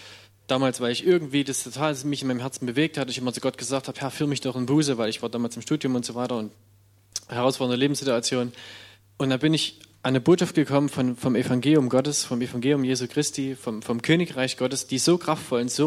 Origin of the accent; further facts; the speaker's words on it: Schneeberg, Saxony, Germany; Ich komme aus Schneeberg, Erzgebirge, Sachsen.